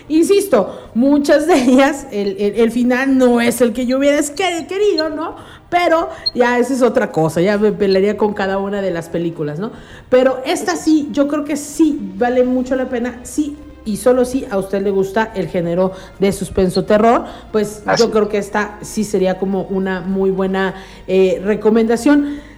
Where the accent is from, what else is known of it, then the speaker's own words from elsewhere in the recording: Mexico; nosotros como mexicanos, es distinta a la concepción de espíritus que ellos tienen